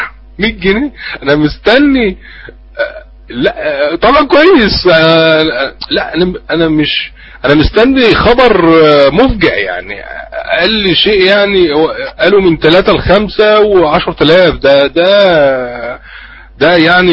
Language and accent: Arabic; Mansoura, Dakahlia, Egypt; عندنا في المنصورة